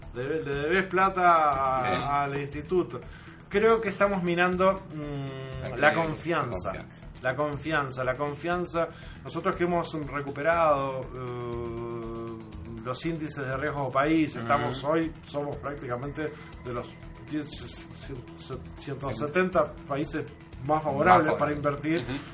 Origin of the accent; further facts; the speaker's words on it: Uruguay; Lo que nos duele a nosotros como uruguayos es la vergüenza de que esta noticia, de estas sanciones, trasciendan.